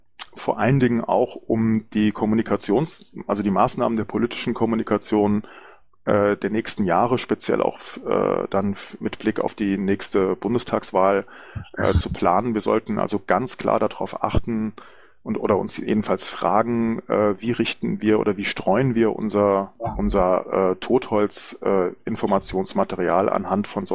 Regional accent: Hesse, Germany; ich möchte natürlich auch sehr gerne mein Heimatland Hessen besuchen

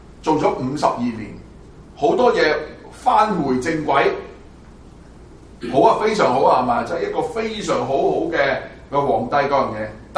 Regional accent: Hong Kong; 我想我們從香港來的，我們已經看到了很多東西可以很短時間轉曬的

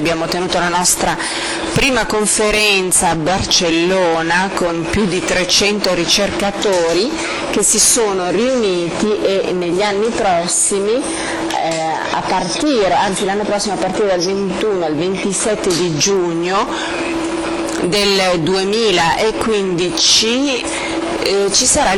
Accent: Germany; in Germania, nel mio paese, abbiamo il sindacato del settore metalli

